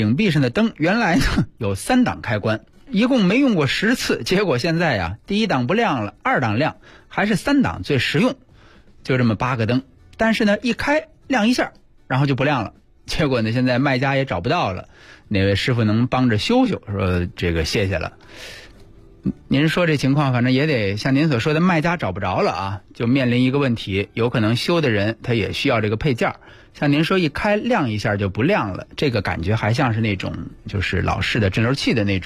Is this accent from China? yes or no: yes; Beijing, China; 咱们北京人说那路老爱拿话勺的人